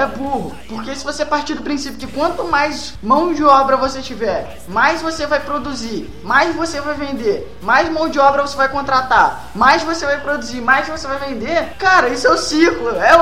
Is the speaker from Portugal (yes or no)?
no; Paraguay; Eu que sou paraguaio